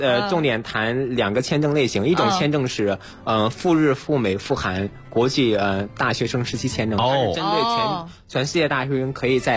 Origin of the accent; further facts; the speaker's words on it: Henan, China; 我来自于中国功夫之乡少林寺，我们家是在地图上是中国的中心。